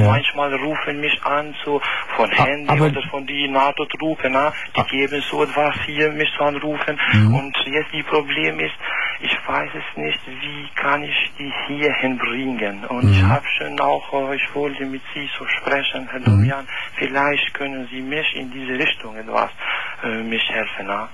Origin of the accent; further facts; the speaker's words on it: Kosovo; now in Koblenz, Germany; Ich komme aus Kosovo.